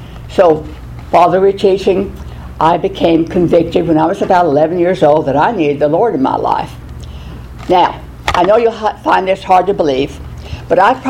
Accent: Oklahoma, United States; as most of you know me, and I was born in Oklahoma, out in the middle of nowhere. Wind blew 400 days out of the year

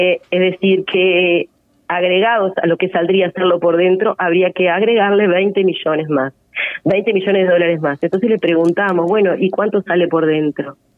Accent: Sarandí Grande, Florida, Uruguay; yo soy de Sarandí Grande también

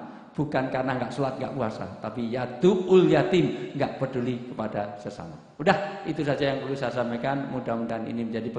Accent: Java, Indonesia; saya orang Jawa, pantunnya Jawa saja.

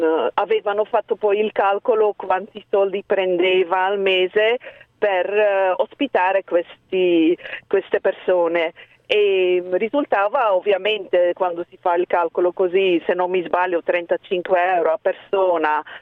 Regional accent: Belgium; Italian is a second language; Io sono belga.

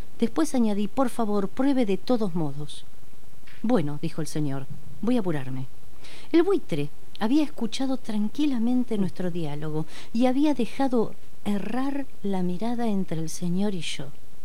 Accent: Martín Coronado, Buenos Aires Province, Argentina; una revista barrial que sale en Coronado, Martín Coronado, de donde soy yo

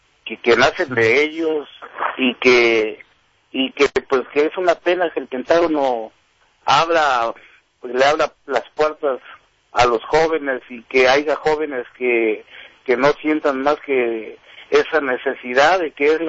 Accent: Veracruz, Mexico; moved away; Yo soy de México, de Veracruz. Yo soy del puerto de Veracruz.

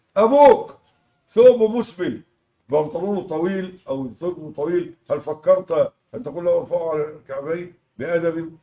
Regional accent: Egypt; معظم الناس عندنا في مصر طلعوها إيه؟

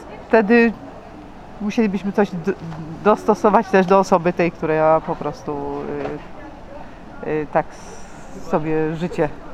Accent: Lesser Poland, Poland; Ja po prostu moje rodzinne strony koło Krakowa

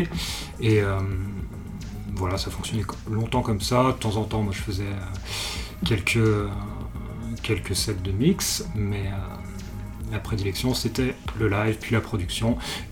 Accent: Lyon, Auvergne-Rhône-Alpes, France; Je suis originaire de Lyon, j'ai grandi ici.

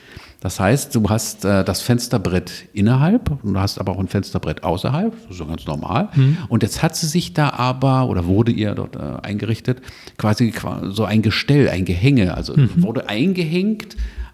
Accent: Berlin, Germany; ihr seid aufgewachsen in der Hauptstadt der DDR und ich in West-Berlin.

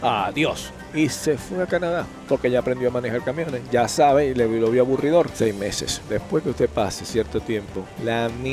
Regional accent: Venezuela; now in United States; tengo 27 años en Estados Unidos. Pienso yo más como americano, pienso más como venezolano. Como venezolano no pienso ni poquito. Tengo muchos años aquí

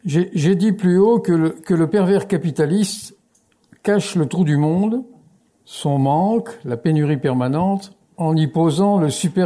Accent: France; Oui, je suis français, donc je ne suis pas sûr que je prononce bien.

